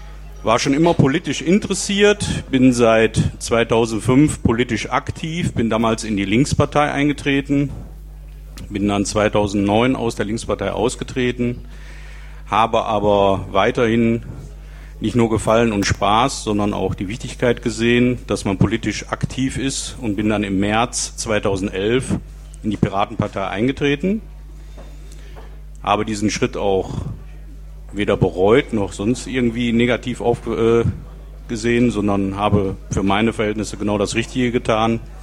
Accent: Duisburg, North Rhine-Westphalia, Germany; moved away as an adult; now in Kevelaer, Germany; bin 47 Jahre alt, aufgewachsen in Duisburg, 36 Jahre lang, verheiratet, drei Kinder, lebe seit 2005 mit meiner Familie im schönen Kevela am Niederrhein, im Kreis Kleve gelegen.

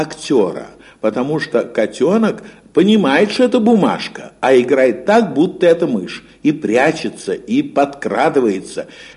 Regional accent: Moscow, Russia; Я в детстве жил в Сокольниках. Тогда это была окраина Москвы.

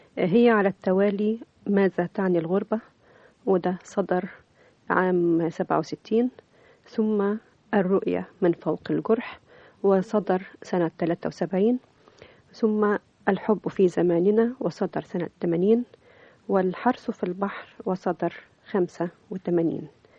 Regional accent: Port Said, Port Said Governorate, Egypt; في مدينة بورسعيد عشت فترة طفولة طيبة جدا

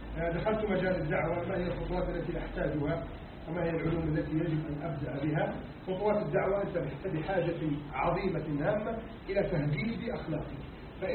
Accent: Egypt; اللهم احفظ بلدنا مصر من كيد الكائدين وعز الحاقدين وتربص الظالمين

